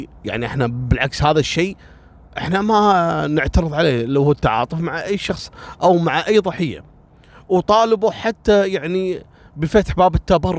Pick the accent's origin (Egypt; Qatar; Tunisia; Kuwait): Kuwait; طالبة كلية الإعلام عندنا في الكويت في الجامعة